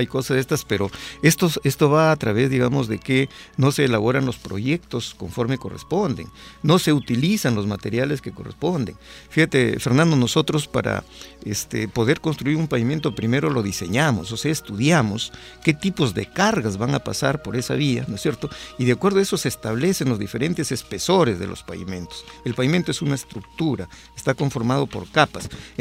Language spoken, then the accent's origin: Spanish; Peru; nosotros como peruanos, ¿no?